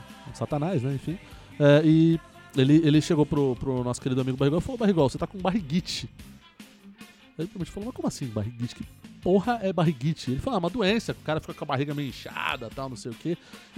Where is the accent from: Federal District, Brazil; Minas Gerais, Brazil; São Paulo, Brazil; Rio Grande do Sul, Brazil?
São Paulo, Brazil; eu sou de São Paulo, né, capital, na Zona Leste ainda.